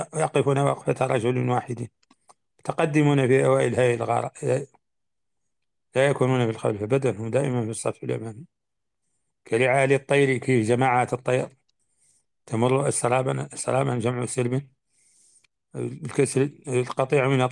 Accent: Mauritania; الرواية عندنا في موريتانيا خالتي

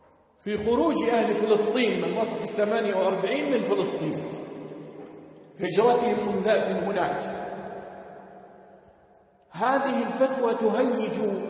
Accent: Jordan; واحد هنا عندنا في الأردن على المنبر اتهم الشيخ بهذا

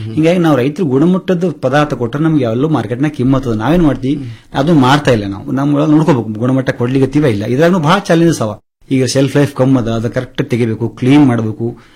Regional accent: Tengli, Karnataka, India; ಮೂಲತಃ ಟೆಂಗ್ಳಿ ಗ್ರಾಮದವನು.

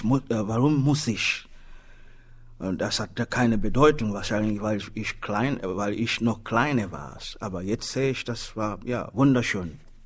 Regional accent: Tanzania; German is a second language; now in Germany; obwohl ich in Deutschland lebe, aber in meinem Herz, ich trage Tansania immer noch. Das ist meine, ja, meine Heimat.

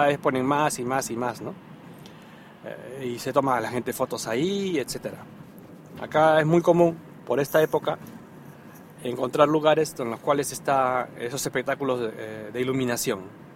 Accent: Peru; No se espera hasta las 12, como en mi país, por ejemplo. En Perú sí esperábamos hasta las 12

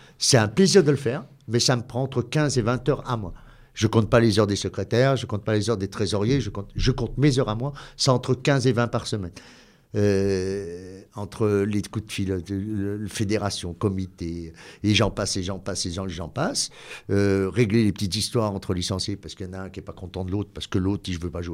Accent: Bellegarde-sur-Valserine, Auvergne-Rhône-Alpes, France; Moi, je suis né ici. Je suis né en 1966 à Béliard sur Valseron. Maintenant, on est Valseron. Je prends le Valseronois. Je suis un vrai Valseronois.

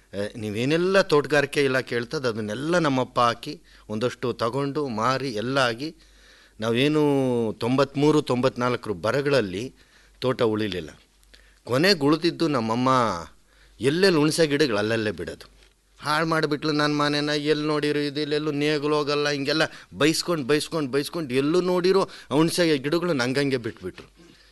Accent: Madhugiri, Karnataka, India; ನಾನು ಮೂಲತಃ ರಾಯಲ್ಸೀಮಾ ಕಡೆನೂ ಮಧುಗಿರಿ, ಇದು ಬರೀ ಜಾಲಿ ಮರ ಬಿಟ್ಟರೆ ನಿಮಗೇನು ಕಾಣಲ್ಲ.

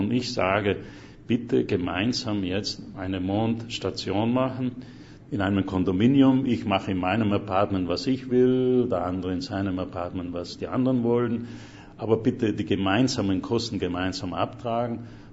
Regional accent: Trentino-Alto Adige, Italy; moved away as an adult; now in United States; bin Südtiroler, seit über 40 Jahren jetzt in den USA.

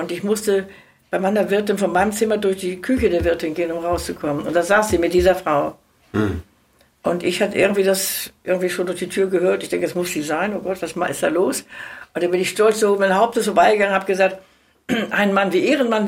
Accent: Rügenwalde, West Pomeranian Voivodeship, Poland; Ich komme aus Pommern. Aus Hinterpommern, bin ich sehr stolz drauf. Jawohl, ich bin eine Pomeranze. Und zwar da oben, mein Ort heißt Rügenwalder Teewurst, sagt ihr vielleicht was.

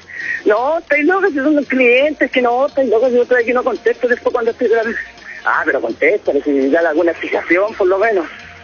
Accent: Chile; Así que como buen chileno, no afronté, no vamos.

